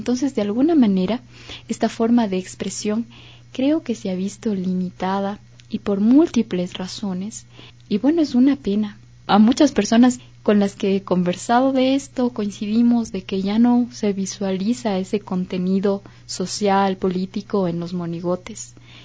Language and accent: Spanish; Ecuador; algo que hemos construido como ecuatorianos, como nos caracteriza nuestro ser social ecuatoriano.